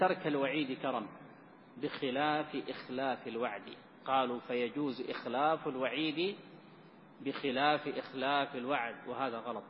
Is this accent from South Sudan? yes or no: no; Sudan; المشايخ عندنا في السودان